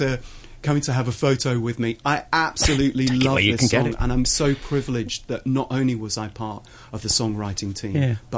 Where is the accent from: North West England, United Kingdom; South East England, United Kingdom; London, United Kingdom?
North West England, United Kingdom; Manchester; the Royal Northern College of Music in Manchester, which was my hometown.